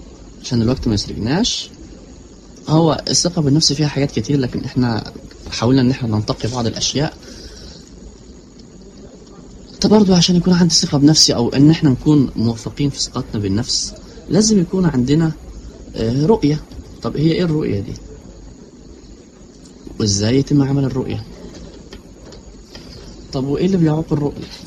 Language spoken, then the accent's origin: Arabic; Egypt; طيب احنا عندنا في مصر هنا ممكن واحده ما تتوفرش